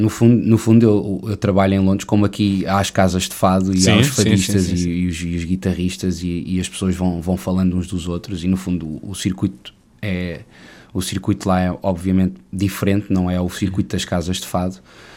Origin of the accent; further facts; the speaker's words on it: Macau; moved away as an adult; eu sou de Macau. Uhum. Nasci em Macau em 1989, filho de pais portugueses, e estudei em Macau até aos meus 18 anos.